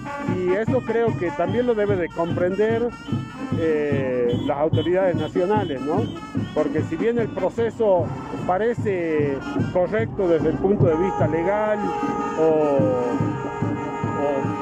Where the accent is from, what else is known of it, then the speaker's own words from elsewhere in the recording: Salta, Argentina; yo soy salteño